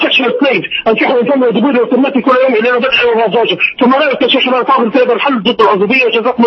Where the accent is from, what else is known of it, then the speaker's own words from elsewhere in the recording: Tunisia; أنا شابين من تونس، أنا شابين يا شيخ،